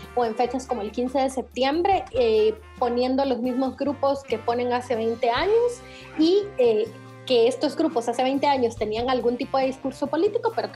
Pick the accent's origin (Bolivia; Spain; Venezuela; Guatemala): Guatemala; born there; Pero nací en Guatemala y... y acá no existen ese tipo de oportunidades